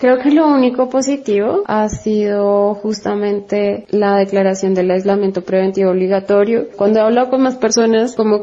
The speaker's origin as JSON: {"language": "Spanish", "region": "Bogotá", "country": "Colombia", "also_born_or_lived": "Argentina", "moved": "yes", "said": "Soy colombiana, aunque hace un poco más de 10 años que vivo en Argentina, aunque actualmente desde hace 5 meses estoy en Bogotá, mi ciudad de origen en Colombia."}